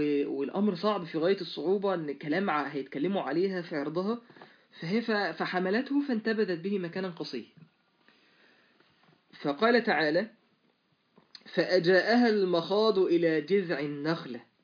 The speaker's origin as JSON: {"language": "Arabic", "town": "Mansoura", "region": "Dakahlia", "country": "Egypt", "said": "وماشي في شارع يعني على عندنا في المنصورة على النيل"}